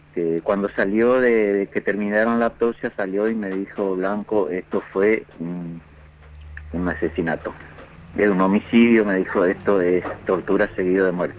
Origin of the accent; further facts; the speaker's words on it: Misiones, Argentina; moved away; Estamos acá siempre, desde que vine de Misiones estoy acá en esta casa, y ahí estamos con mi familia.